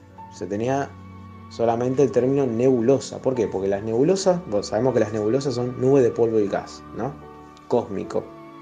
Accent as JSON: {"language": "Spanish", "town": "Rosario", "region": "Santa Fe", "country": "Argentina", "said": "acá de Rosario."}